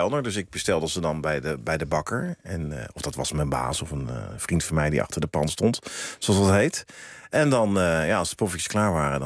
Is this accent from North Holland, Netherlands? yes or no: no; Woudenberg, Utrecht, Netherlands; Ja, ik ben opgegroeid in Woudenberg en dat was toen onder de rook van Soesterberg, toen dat nog een militaire basis was.